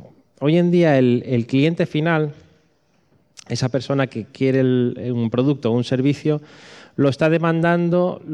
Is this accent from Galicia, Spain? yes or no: yes; Galicia, Spain; Pero como buen gallego, sí.